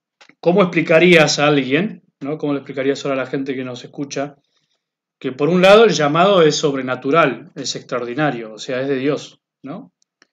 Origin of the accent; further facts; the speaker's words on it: Bella Vista, Buenos Aires Province, Argentina; also born or lived in San Miguel de Tucumán; ya de muy chico mis padres por trabajo se tuvieron que venir a Buenos Aires. Soy el cuarto de 7 hermanos, así que, bueno, casi que me crié acá en Buenos Aires, en la zona de Bellavista.